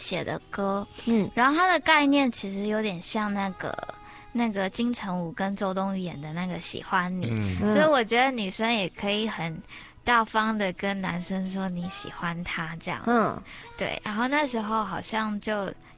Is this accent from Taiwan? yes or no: yes; Pingtung County, Taiwan; 我是屏东人。